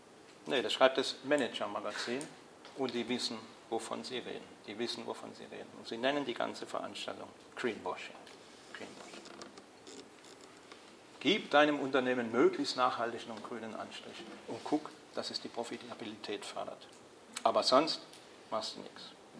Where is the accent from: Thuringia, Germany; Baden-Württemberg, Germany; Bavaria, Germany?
Baden-Württemberg, Germany; ich komme aus Baden-Württemberg, es gibt in Baden-Württemberg sozusagen ein höchstes Gesetz